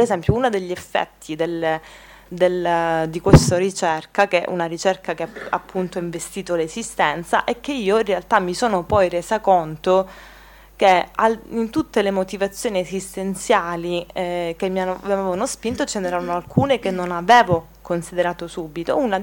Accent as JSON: {"language": "Italian", "region": "Calabria", "country": "Italy", "said": "in quanto io calabrese, io mi sento più situata in un contesto mediterraneo che mi connette al Mediterraneo, alla Magna Grecia, per dire, o al Nord Africa"}